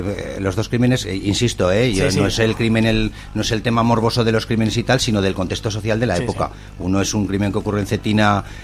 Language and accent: Spanish; Gurrea de Gállego, Aragon, Spain; En mi pueblo.